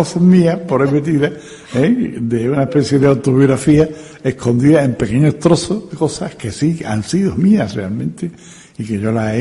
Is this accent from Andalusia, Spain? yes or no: yes; Seville, Andalusia, Spain; Yo soy sevillano, soy andaluz, y me siento muy orgulloso de ser sevillano y andaluz.